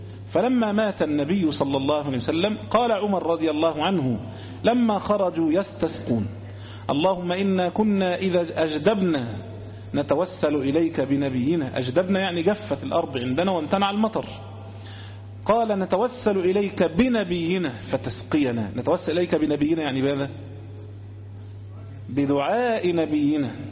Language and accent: Arabic; Egypt; عندنا في مصر هنا